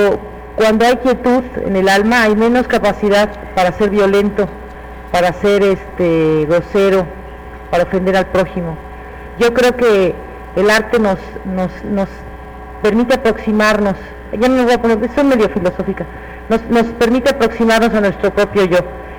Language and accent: Spanish; Mexico; Nosotros, como mexicanos, bueno, yo no soy autoridad, pero como nación